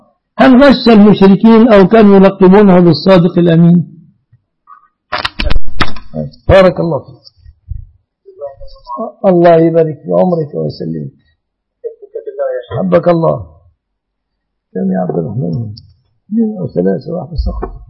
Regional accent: Egypt; أهنا كمصريين

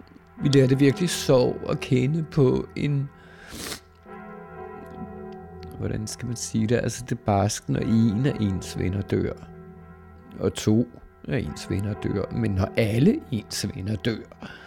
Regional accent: Struer, Central Denmark Region, Denmark; born there; Jeg er født i Struer i det herrens år 1954.

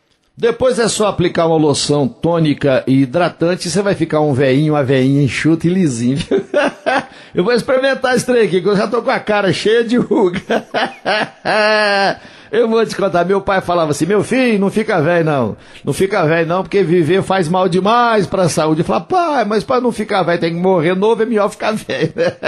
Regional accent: Coromandel, Minas Gerais, Brazil; vai ter o grande show de … lá na minha terra, em Coromandel.

